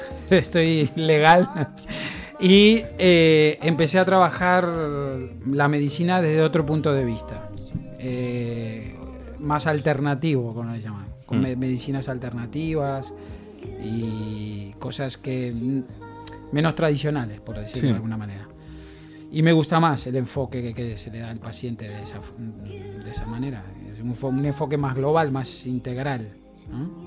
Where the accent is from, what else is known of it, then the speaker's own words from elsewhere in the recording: Uruguay; Bueno, empecé en mi país a estudiar medicina.